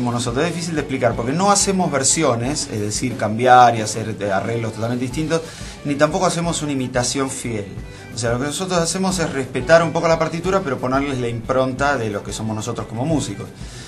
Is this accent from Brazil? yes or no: no; Mar del Plata, Buenos Aires Province, Argentina; born there; now in Buenos Aires, Argentina; Y nací en Mar del Plata, es verdad, pero ya la mitad de mi vida la viví acá. Hace como 15, 17 años que estoy dando vueltas por acá, por Buenos Aires, así que ya soy un poco mitad porteño, mitad marplatense. Una especie de híbrido.